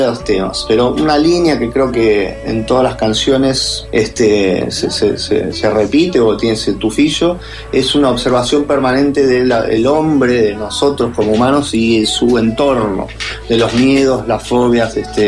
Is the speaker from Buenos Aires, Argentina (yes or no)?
yes; Buenos Aires, Argentina; born there; Yo nací en Capital Federal, Buenos Aires, Argentina.